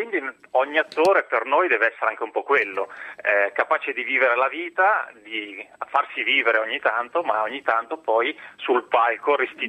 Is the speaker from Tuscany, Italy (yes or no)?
no; Solaro, Lombardy, Italy; È il mio paese, esatto.